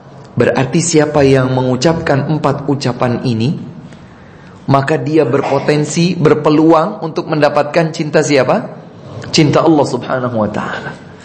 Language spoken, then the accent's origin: Indonesian; Java, Indonesia; Kalau kita orang Jawa bilang, kita ini dipretelin, diprotolin.